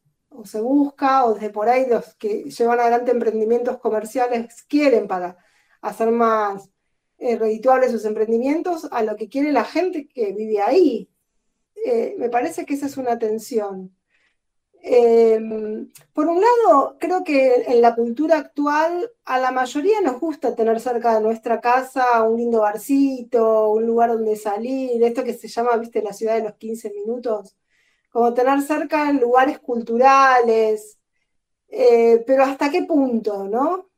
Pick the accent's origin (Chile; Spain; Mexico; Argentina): Argentina; Buenos Aires; Yo me crié en Villa del Parque.